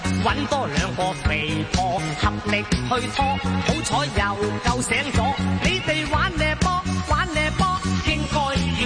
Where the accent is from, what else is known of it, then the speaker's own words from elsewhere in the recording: Guangdong, China; 所以我广东人个俗语讲得好啊